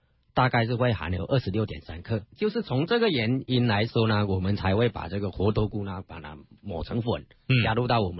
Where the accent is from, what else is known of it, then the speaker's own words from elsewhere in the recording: Fujian, China; 就是我们福建人吃饭呢，往往都要配汤的。